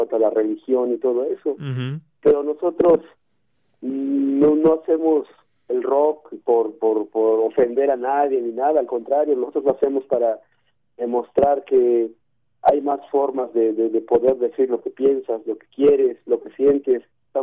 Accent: Chiapas, Mexico; first language Tzotzil; Spanish is a second language; la mayoría de nosotros crecimos y nacimos aquí en Chiapas, y pues nuestras mamás hablan el tzotzil.

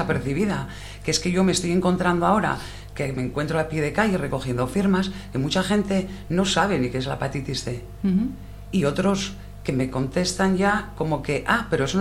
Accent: Asturias, Spain; Asturias, que somos asturianos.

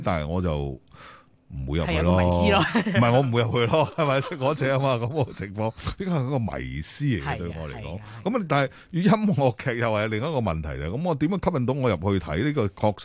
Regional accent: Guangdong, China; 我哋廣東人就唔好識欣賞，但係北方人會去識欣賞呢啲嘢

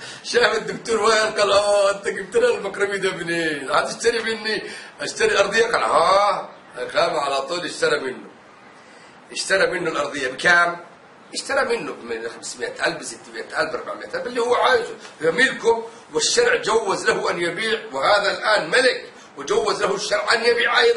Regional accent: Yemen; ما تخلي بالك أنا يمني

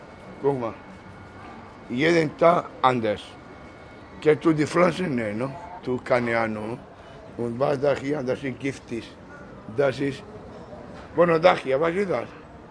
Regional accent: Spain; German is a second language; now in Germany; Ich bin Spanier

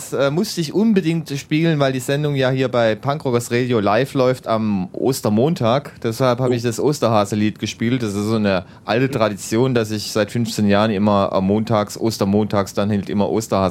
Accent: West Germany, Germany; Also das wäre halt als Westdeutscher war das halt irgendwie immer ganz komisch

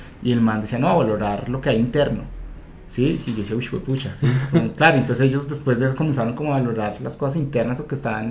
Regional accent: Bogotá, Bogotá D.C., Colombia; Uno como bogotano que no tiene ninguna, digamos que ninguna tradición

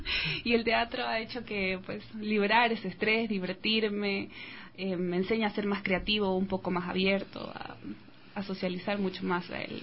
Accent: Guayaquil, Guayas, Ecuador; now in Riobamba, Ecuador; yo soy de Guayaquil, por ese motivo llegué a Riobamba por mi trabajo

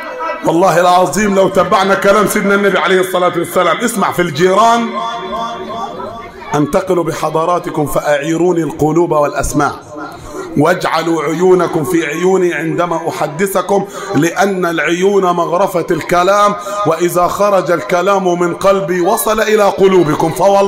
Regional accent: Upper Egypt, Egypt; الدارج عندنا في الصعيد مثل يقول لك النبي وصى كام؟ سبعه

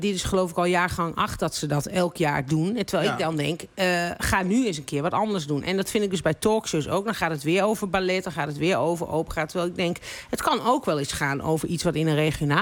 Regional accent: Overijssel, Netherlands; accent: Sallands; first language Sallands dialect; Mijn moedertaal is een dialect, is Sallands dialect. Ik ben zo, ik denk ook nog steeds in het dialect.

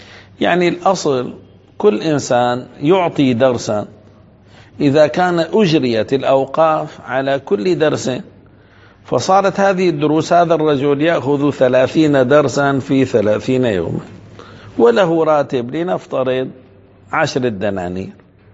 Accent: Damascus, Damascus Governorate, Syria; من الممكن أن أقول مثلا كان عندنا في دمشق، إن شاء الله هيك ربي بيرجع الأمان

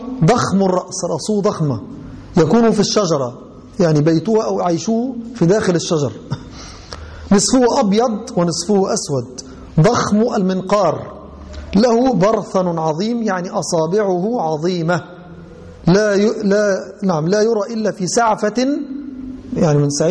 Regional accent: Egypt; أي أن الضر والنمل المشهور عندنا في مصر وفي الغالب هو الصغير

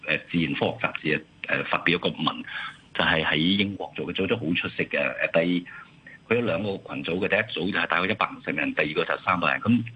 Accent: China; 如果你我哋中國人家好多啦，有父系、有母系、有姨媽、有姑姐等等

